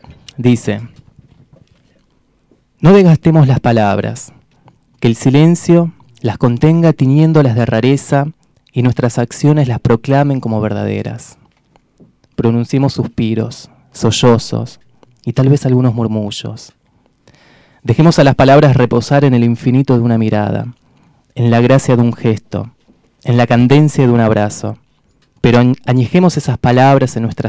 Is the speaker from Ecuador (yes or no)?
no; Rafael Calzada, Buenos Aires Province, Argentina; hago un largo trayecto para llegar hasta acá, casi 2 horas de viaje, soy de Rafael Calzada, cerca de Solano